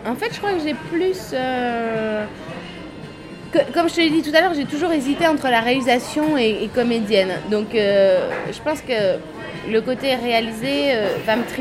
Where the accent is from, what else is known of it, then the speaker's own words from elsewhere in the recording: Belgium; Je pense que les Belges ne sont même pas au courant que je suis belge.